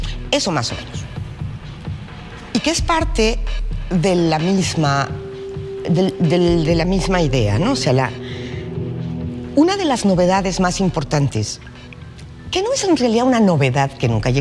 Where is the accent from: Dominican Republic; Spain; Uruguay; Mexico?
Mexico; now in Córdoba, Argentina; soy mexicana y estoy en la en Córdoba, Argentina